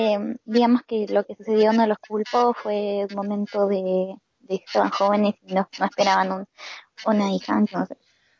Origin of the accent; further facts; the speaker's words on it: Peru; now in Argentina; Digo, yo soy peruana, pero vivo en Argentina. Soy peruana con descendencia japonesa, pero actualmente vivo en Argentina.